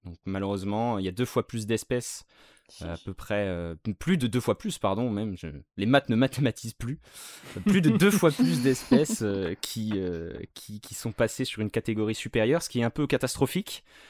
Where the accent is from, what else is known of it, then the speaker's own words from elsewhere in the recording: Pays de la Loire, France; je vais parler un peu de ma région, parce que je suis originaire de Vendée, des Pays de la Loire.